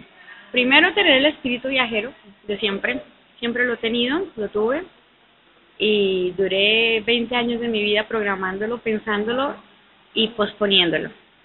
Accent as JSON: {"language": "Spanish", "country": "Colombia", "said": "Colombia."}